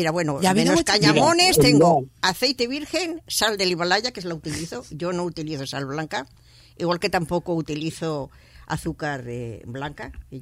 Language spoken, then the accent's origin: Spanish; Barcelona, Catalonia, Spain; born there; yo nací en Barcelona, ahí en la Plaza Cataluña, así, después de la posguerra